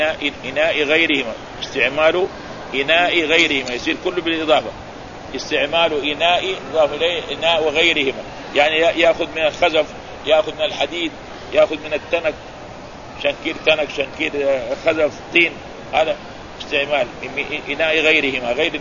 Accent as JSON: {"language": "Arabic", "town": "Mecca", "region": "Makkah Province", "country": "Saudi Arabia", "said": "فكانوا أول عندنا في مكة هنا كما يعرفون اللي يكون عمره 50 سنة"}